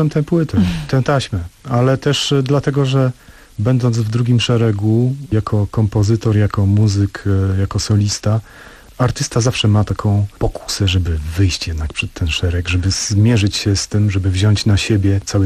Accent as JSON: {"language": "Polish", "town": "Sejny", "region": "Podlaskie Voivodeship", "country": "Poland", "tie": "born or raised there", "said": "Ja urodziłem się i wychowałem nad rzeką Marychą. To jest rzeka przepływająca przez Sejny."}